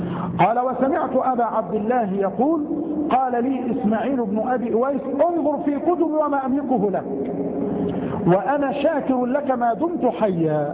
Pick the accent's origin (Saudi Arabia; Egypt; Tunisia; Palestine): Egypt; الفأس يا أخوان التي عندنا في مصر نقول عنها الفأس هي المسحاة